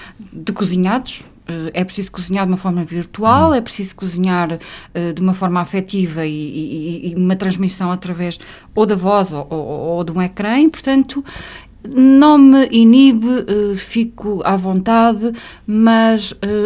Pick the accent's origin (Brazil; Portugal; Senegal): Portugal; Fronteira, Alentejo; o local onde eu nasci, que é o meu Alentejo. Eu sou de facto uma apaixonada pela minha região, o Alto Alentejo. Eu sou de fronteira, uma vila que muitas pessoas ignoram